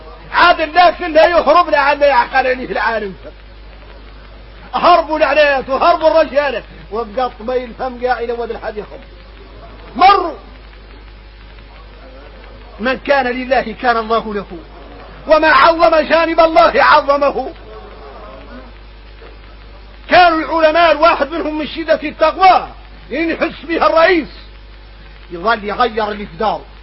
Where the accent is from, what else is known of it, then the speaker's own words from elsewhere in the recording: Mauritania; لو حالنا في موريتاني ما خلى لحديث مديور اياك نعالج عليها امراضنا احنا موريتاني